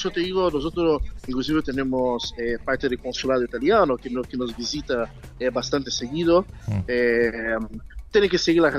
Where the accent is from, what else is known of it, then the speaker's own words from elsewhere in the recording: São Paulo, Brazil; Spanish is a second language; No, yo soy de Brasil, São Paulo.